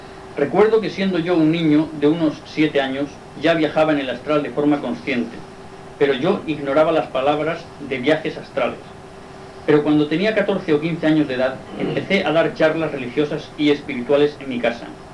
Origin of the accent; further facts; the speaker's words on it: Inca, Balearic Islands, Spain; Soy un obrero yesero ya jubilado. Soy mallorquín, nacido en el pueblo de Inca, en el año 1918. Tengo pues ahora 76 años de edad. Soy descendiente de los primeros israelitas cristianos que llegaron a Mallorca